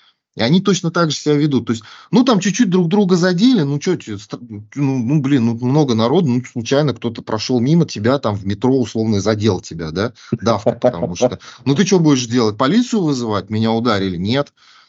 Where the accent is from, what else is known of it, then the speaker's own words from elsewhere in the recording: Russia; когда полицейские узнали, что мы из России